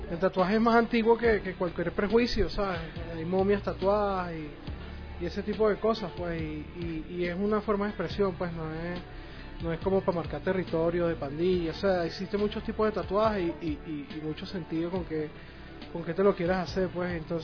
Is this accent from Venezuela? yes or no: yes; Venezuela; Lo que pasa es que yo soy de Venezuela.